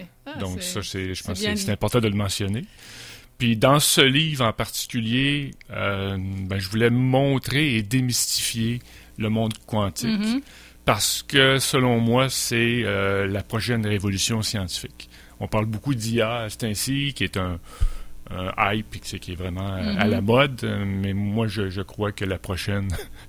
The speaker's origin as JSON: {"language": "French", "region": "Quebec", "country": "Canada", "said": "En fait, moi, je viens de la région de Charlevoix."}